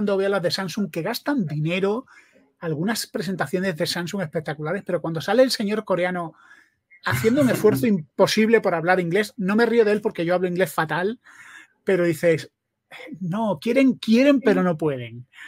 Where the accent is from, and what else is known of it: Spain; now in United States